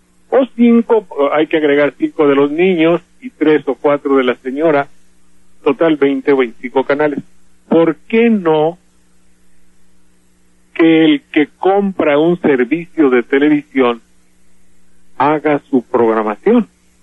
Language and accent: Spanish; Mexico; El primer verdugo de los mexicanos somos los mexicanos mismos